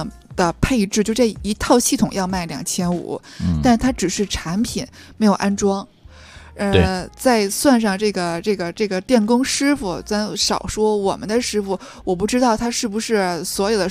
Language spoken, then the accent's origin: Chinese; Tianjin, China; 就是因为我天津人嘛，我们天津也有店嘛